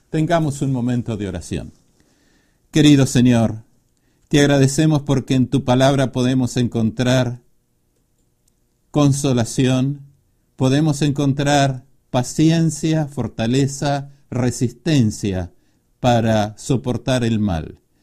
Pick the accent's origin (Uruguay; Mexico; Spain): Uruguay; soy oriundo de la República Oriental del Uruguay.